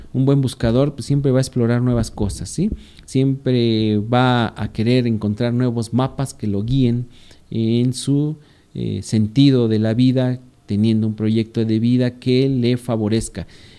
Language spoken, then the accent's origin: Spanish; Valle de Chalco, State of Mexico, Mexico; Saludos para allá, para, bueno, pues sí, justamente Valle de Chalco, de donde yo vengo.